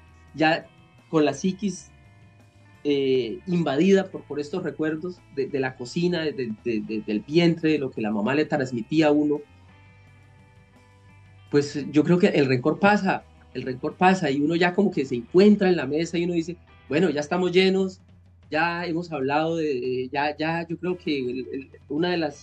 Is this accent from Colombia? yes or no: yes; Colombia; eso somos como colombianos, eso somos como seres humanos